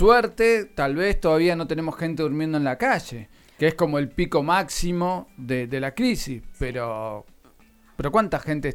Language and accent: Spanish; Buenos Aires, Argentina; quienes venimos de Buenos Aires o quienes venimos de ciudades grandes